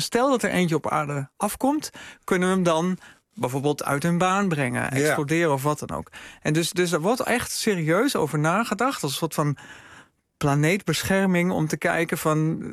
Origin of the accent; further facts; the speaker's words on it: Enschede, Overijssel, Netherlands; Ik kom oorspronkelijk uit Enschede.